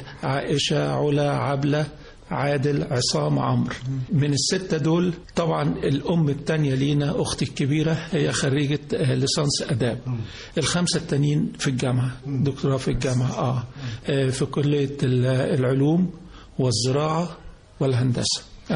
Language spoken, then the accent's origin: Arabic; Giza, Giza Governorate, Egypt; born there; انا اتولدت في الجيزه، والدي ووالدتي من المنصوره، ميلادي كان في شارع الجيزه اللي هو في شارع اللي في الجامعه، حيث ان والدي كان استاذ في الجامعه، وانا تقريبا عندي 4-5 سنين انتقلنا لمساكن هيئه التدريس